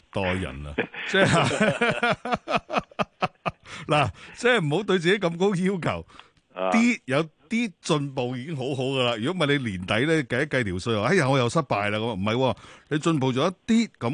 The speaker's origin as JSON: {"language": "Cantonese", "country": "China", "said": "咁同埋即係相信我哋中國人講啊，善有善報，惡惡報啊。"}